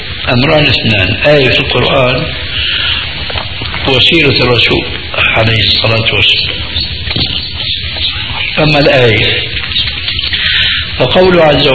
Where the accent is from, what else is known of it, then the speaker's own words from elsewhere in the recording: Syria; انا باعتباري سوري يعني اخذت علوة من سوريا لكنها طيبة غير مضرة